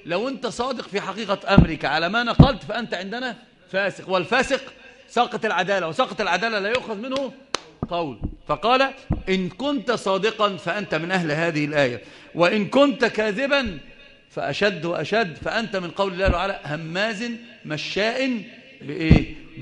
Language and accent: Arabic; India; first language Urdu; Arabic is a second language; كان انا جئت من الهند، فلغه الاردو يعني هي اللي ايه اللغه العربيه مش مساعداني